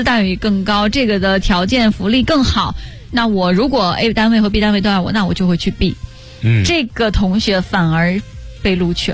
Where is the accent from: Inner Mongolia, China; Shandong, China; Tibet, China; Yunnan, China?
Inner Mongolia, China; 因为我们家在内蒙古，他问我你是哪里人，我说我是内蒙古人。